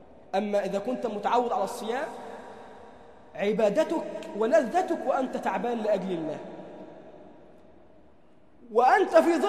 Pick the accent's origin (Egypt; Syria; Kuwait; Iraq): Egypt; اللهم اجعل بلدنا مصر أمناً أماناً، سخاءً رخاءً